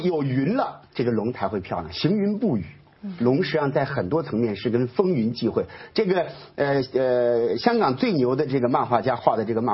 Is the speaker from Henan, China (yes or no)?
yes; Luoyang, Henan, China; 这个就是在洛阳我们老家那个地方的鱼龙变化